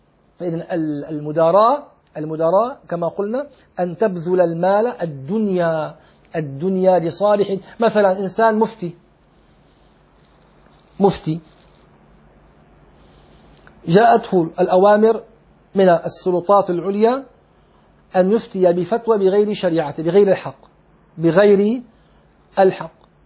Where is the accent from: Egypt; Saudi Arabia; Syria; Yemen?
Syria; فلما توفي المفتي العام عندنا في سوريا